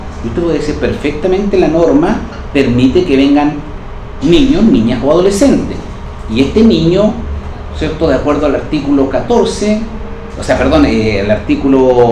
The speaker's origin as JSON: {"language": "Spanish", "town": "Bulnes", "region": "Ñuble", "country": "Chile", "tie": "born or raised there", "said": "estoy hablando de mi pueblo, de Bulnes."}